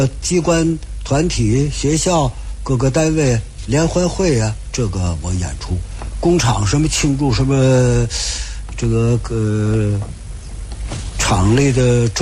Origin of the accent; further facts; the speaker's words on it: Beijing, China; now in Tianjin, China; 我在天津这儿50多年了啊，我从北京来天津50多年了，